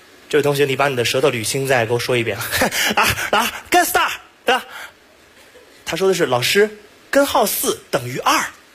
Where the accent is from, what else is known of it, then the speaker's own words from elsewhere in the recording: Beijing, China; 各位好，哎，给各位拜年了啊！我是土生土长北京人，所以对北京呢研究特别的多。